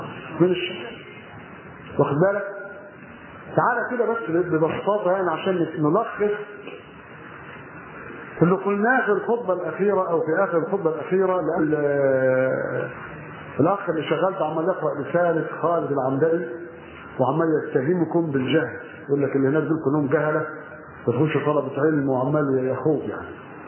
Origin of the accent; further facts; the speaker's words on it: Monufia Governorate, Egypt; فجاء توجه الى قريتنا على الرمل في المنوفيه والقى فيها المحاضره